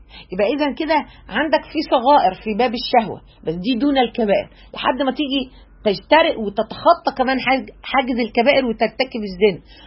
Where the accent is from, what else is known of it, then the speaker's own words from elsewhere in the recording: Egypt; بعرفنا احنا كمصريين